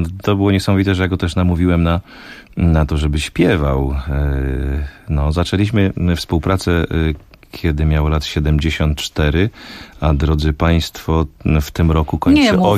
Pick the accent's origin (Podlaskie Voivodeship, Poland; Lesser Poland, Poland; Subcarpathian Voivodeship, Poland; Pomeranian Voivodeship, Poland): Lesser Poland, Poland; ja pochodzę z Małopolski